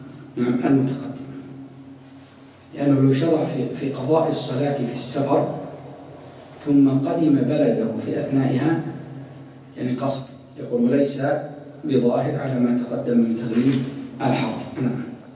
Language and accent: Arabic; Ha'il, Ha'il Province, Saudi Arabia; مثلا الآن عندنا في حائل مثلا في أماكن مثل نايلات الذين يخرجون إلى البر